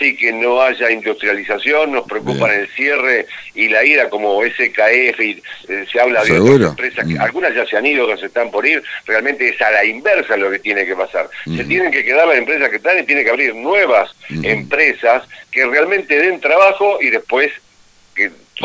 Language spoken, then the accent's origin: Spanish; Argentina; somos argentinos, vivimos acá